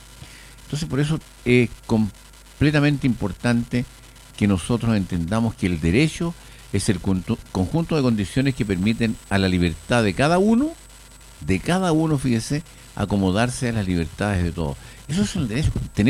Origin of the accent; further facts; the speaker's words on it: Chile; esas dos condiciones que debemos cumplir como chilenos